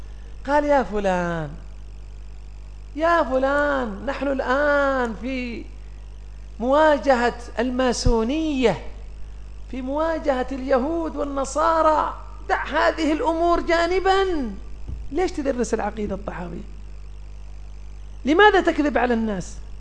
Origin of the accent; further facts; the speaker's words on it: Yemen; عندنا في اليمن كان من يقول